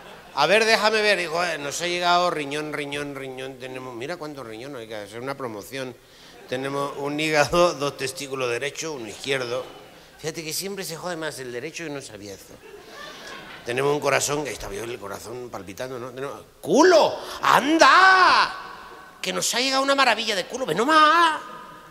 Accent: Mexico; oiga, doctora, fíjese que yo soy de México y no sé qué.

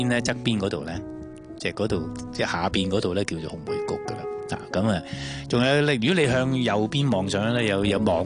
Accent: Hong Kong; 尤其是作为香港人咧，每一次唱呢只歌嘅时候咧，都会同呢啲歌词咧好有共鸣啊

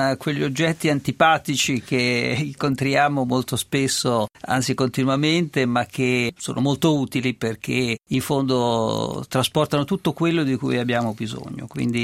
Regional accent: Tuscany, Italy; sono toscano e ho studiato a Pisa e... mi piace ricordarlo, continuo a sentirmi toscano.

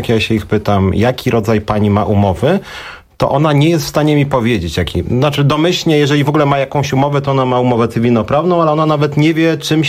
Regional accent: Warsaw, Masovian Voivodeship, Poland; jestem z Warszawy

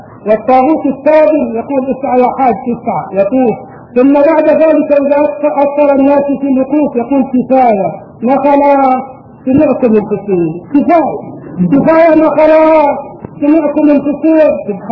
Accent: Egypt; واذكر ايام اقامتي هناك وكم في بلادي مصر من صالحين

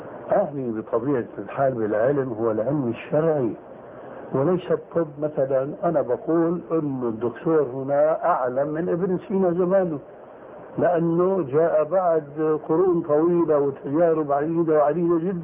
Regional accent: Levant, Syria; يقولون عندنا في الشام ما علي جواب

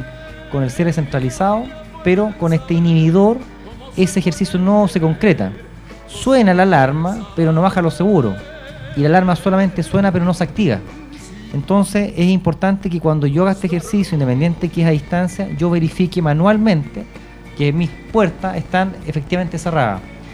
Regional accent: Chile; Cuando uno hace trámite, como buen chileno, uno anda atrasado

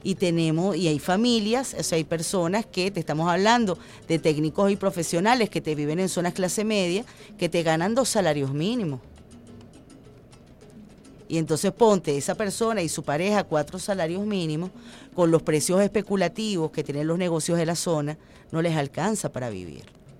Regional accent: Venezuela; todos somos venezolanos

